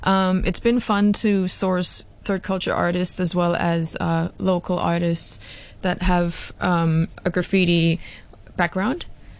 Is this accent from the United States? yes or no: no; Hong Kong; I am Thai and Swiss, but I grew up in Hong Kong, and I call Hong Kong home.